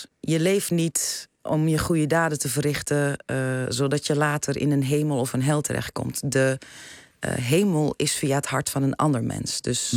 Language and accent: Dutch; Amsterdam, North Holland, Netherlands; born there; Nee, ik ben in Amsterdam geboren.